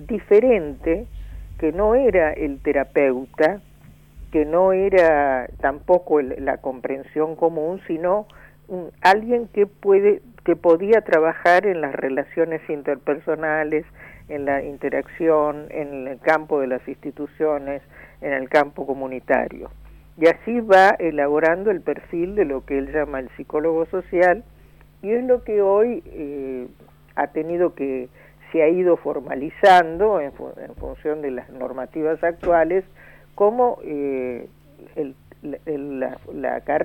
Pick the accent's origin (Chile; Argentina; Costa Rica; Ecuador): Argentina; Cuando decimos los argentinos no somos los porteños solamente